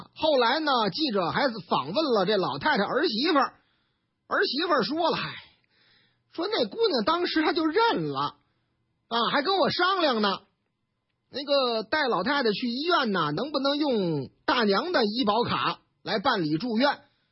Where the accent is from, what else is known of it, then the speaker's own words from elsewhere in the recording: China; 也得知道我们中国人喜欢什么，我们不得意什么呀